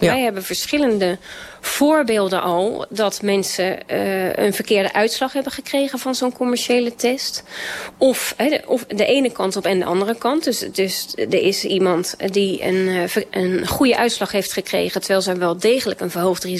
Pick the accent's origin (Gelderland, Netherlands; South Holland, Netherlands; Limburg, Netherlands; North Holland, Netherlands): South Holland, Netherlands; Rotterdam; ik als Rotterdammer, maar ook als Feyenoord-fan